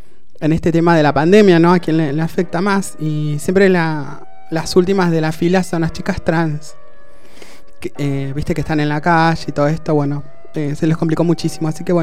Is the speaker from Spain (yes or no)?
no; La Plata, Buenos Aires Province, Argentina; also born or lived in Posadas, Argentina; Soy de La Plata, nacido en La Plata. Viví un tiempo en Misiones, en Posadas, y después retorné.